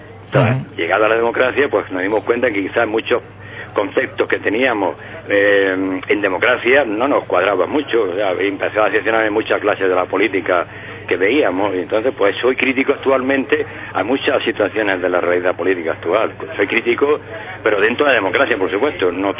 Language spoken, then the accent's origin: Spanish; Almería, Andalusia, Spain; de pequeño yo en Almería, en el Colegio de Cesano